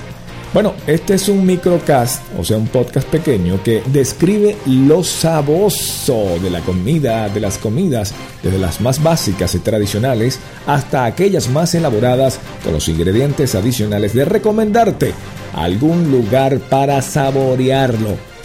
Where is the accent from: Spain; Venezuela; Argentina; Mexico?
Venezuela; Valencia, Carabobo; o sea, yo que soy valenciano, bueno, estamos cerquita.